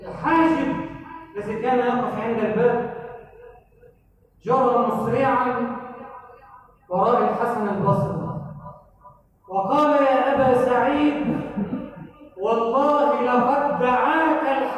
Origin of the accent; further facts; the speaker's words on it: Egypt; اجعل بلدنا مصر أمنا أمانا، سخاء رخاء، وسائر بلاد المسلمين